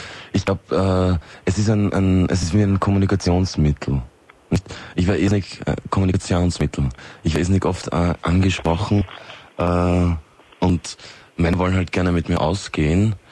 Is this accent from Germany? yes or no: no; Austria; dass das hier bei uns in Österreich